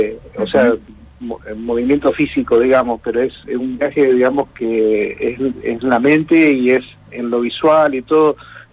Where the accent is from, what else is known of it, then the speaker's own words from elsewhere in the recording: Mendoza, Argentina; now in Mar del Plata, Argentina; Yo, si bien hace muchos años que estoy acá, soy de Mendoza.